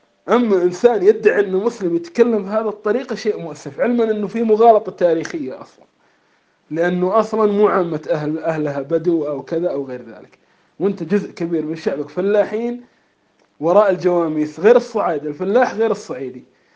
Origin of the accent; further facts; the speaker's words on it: Kuwait; نحن أول مدرسة عندنا في الكويت